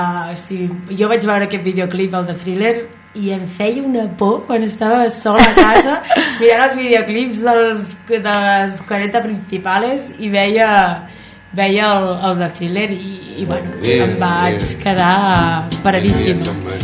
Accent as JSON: {"language": "Catalan", "town": "Girona", "region": "Catalonia", "country": "Spain", "tie": "born there", "said": "vaig néixer aquí a Girona, tinc 28 anys"}